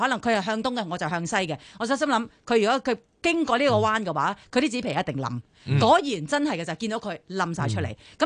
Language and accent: Cantonese; Hong Kong; 我哋香港人系一定系会能够发挥到嘅